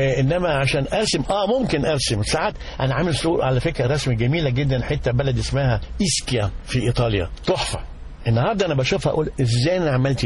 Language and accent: Arabic; Cairo, Cairo Governorate, Egypt; لا في القاهرة، بس زي ما قلت هاتك الوالد عاش في بورسعيد واسكندرية وانا وهو اصلا تركي الوالد